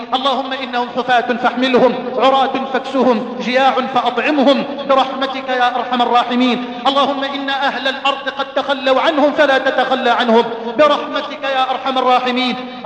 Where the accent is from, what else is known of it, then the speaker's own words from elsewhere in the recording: Egypt; اللهم إني أسألك أن تجعل بلدنا مصر واحة للأمن والأمان